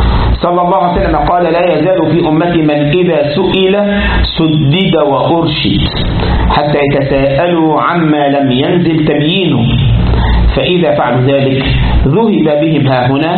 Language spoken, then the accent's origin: Arabic; Egypt; عندنا في مصر يقول لك كده اسأل مجرب ولا تسأل طبيب